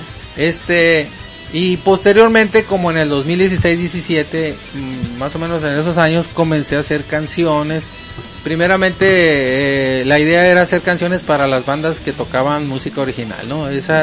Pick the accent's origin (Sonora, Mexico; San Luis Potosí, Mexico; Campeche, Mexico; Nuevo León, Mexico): Sonora, Mexico; Ciudad Obregón; de Ciudad Obregón, Sonora.